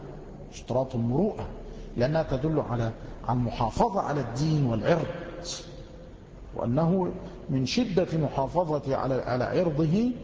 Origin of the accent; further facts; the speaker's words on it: Egypt; نحن نجد بعض الناس خاصة عندنا في مصر أصحاب البنطلونات